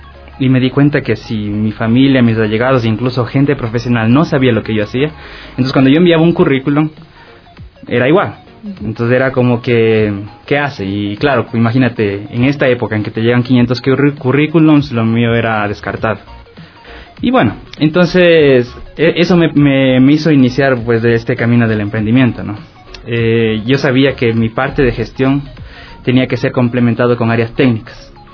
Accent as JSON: {"language": "Spanish", "country": "Ecuador", "also_born_or_lived": "Spain", "moved": "yes", "said": "Bueno, yo salí de aquí de Ecuador hace 15 años, entonces yo estuve en España, lo típico"}